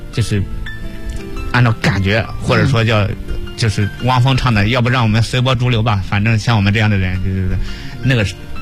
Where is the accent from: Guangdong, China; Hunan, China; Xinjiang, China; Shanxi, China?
Xinjiang, China; 因为我家是新疆的，我说我就想在新疆